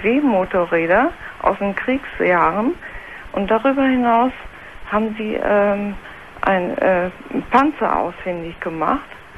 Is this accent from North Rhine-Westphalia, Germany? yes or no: yes; Bielefeld, North Rhine-Westphalia, Germany; ich komme aus Bielefeld.